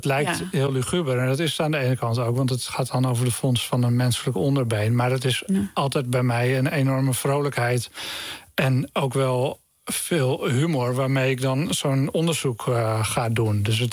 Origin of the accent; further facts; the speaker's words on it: Lelystad, Flevoland, Netherlands; dat ik ben in Lelystad opgegroeid